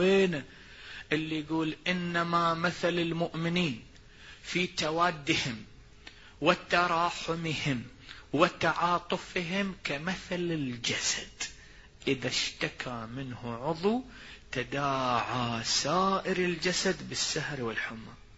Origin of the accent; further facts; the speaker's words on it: Iraq; أكو مثل عندنا بالعراق مشهور يقول نركض والعشا خباز